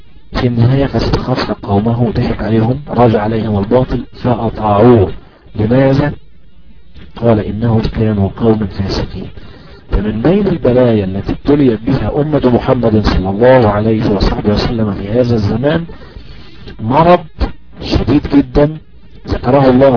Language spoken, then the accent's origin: Arabic; Egypt; فمثلا عندنا في مصر الأهرامات الثلاثة، مثلا عندنا في مصر نهر النيل